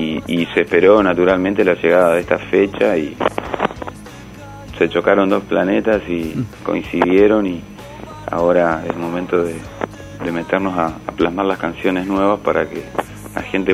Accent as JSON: {"language": "Spanish", "town": "Rosario", "region": "Santa Fe", "country": "Argentina", "said": "soy de Rosario, soy de Sicarios, soy de Argentina."}